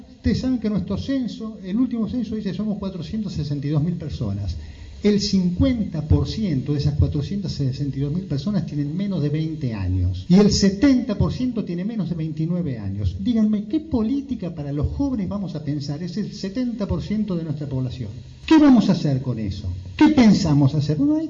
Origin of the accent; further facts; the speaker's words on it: Moreno, Buenos Aires Province, Argentina; Yo soy de Moreno, este territorio es mío, esta tierra es mía, yo estoy anclado, tengo raíces en esta tierra. Yo soy de Cuartel Quinto, pero cualquier barrio es mi barrio.